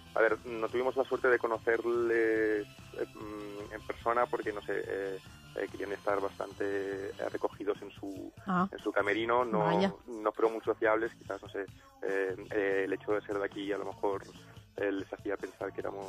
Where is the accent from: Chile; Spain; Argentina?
Spain; Barcelona, Catalonia; mi padre es de Roma, es nacido en Roma. Y mira, y soy medio italiano, medio barcelonés, catalán, español, como queráis llamarlo.